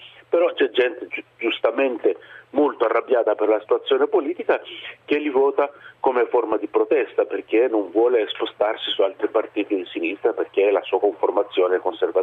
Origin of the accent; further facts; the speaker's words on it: Greece; d'Europa dentro il Parlamento greco e adesso anche al Parlamento europeo sicuramente non è che fa onore al mio paese